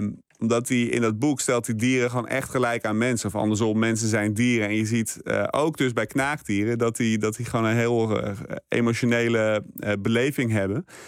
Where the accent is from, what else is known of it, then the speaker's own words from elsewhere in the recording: Amsterdam, North Holland, Netherlands; bevers die kom je weinig tegen bij ons in de stad